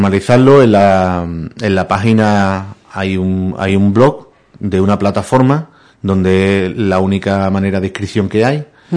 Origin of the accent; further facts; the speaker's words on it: Benaocaz, Andalusia, Spain; esto es lo que puede ofrecer mi pueblo, esto es lo que puede ofrecer Benaocá.